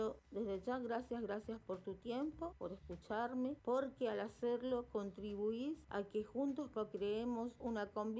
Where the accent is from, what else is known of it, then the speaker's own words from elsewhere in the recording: Resistencia, Chaco, Argentina; soy de Resistencia Chaco, de la República Argentina.